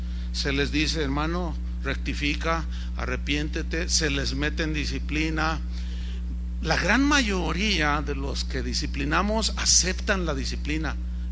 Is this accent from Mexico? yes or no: yes; San Luis Potosí, Mexico; Yo soy de un lugar, soy de San Luis Potosí, donde hay muchas tunas. Y cuando yo era un niño, mi abuelo me enseñó a comerme las tunas en el nopal.